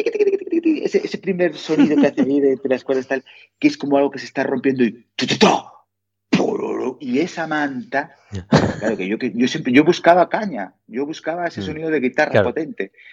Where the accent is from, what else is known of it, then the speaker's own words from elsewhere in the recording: Asturias, Spain; lo que se llama Grado, como decimos en Asturias, que está a 26 kilómetros de Oviedo, dirección La Coruña. O sea, tú sales de Oviedo, dirección La Coruña, placa de trajada, 26 kilómetros está mi pueblo